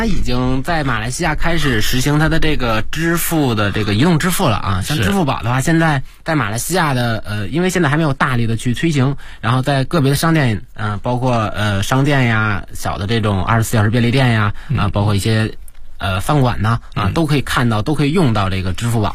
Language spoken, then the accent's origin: Chinese; China; 他知道我是中国人